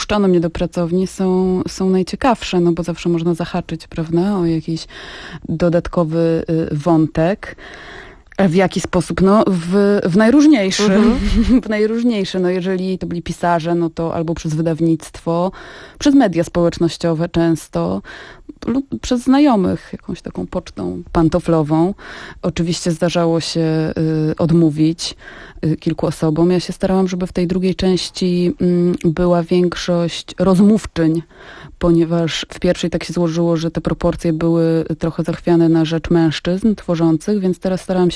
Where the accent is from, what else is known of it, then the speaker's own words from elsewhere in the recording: Grudziądz, Kuyavian-Pomeranian Voivodeship, Poland; A to śmiesznie, bo się okazało, że jesteśmy z Grudziądza obydwie z tego samego osiedla.